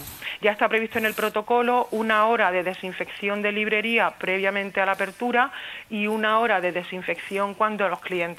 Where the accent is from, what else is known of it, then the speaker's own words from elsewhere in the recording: Úbeda, Andalusia, Spain; moved away as an adult; now in Zaragoza, Spain; Bueno, yo soy de emigración interior. Yo me vine a estudiar desde Jaén, desde Úbeda